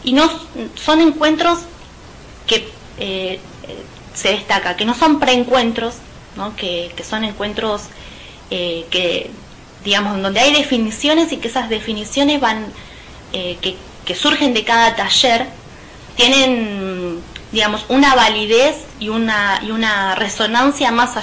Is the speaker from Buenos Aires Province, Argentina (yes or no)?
yes; José C. Paz, Buenos Aires Province, Argentina; yo soy de José C. Paz, soy docente, soy profesora de historia.